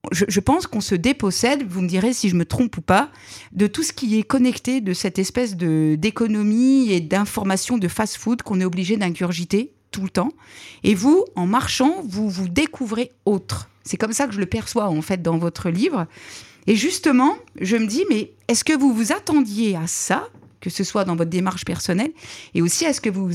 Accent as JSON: {"language": "French", "town": "Nevers", "region": "Bourgogne-Franche-Comté", "country": "France", "tie": "born or raised there", "said": "moi, je suis originaire de Nevers."}